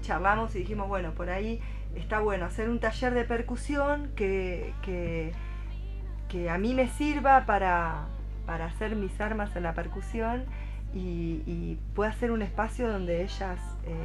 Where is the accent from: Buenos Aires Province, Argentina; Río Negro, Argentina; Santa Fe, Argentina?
Río Negro, Argentina; Choele Choel; José y yo somos de Río Negro, de Chuelechuel.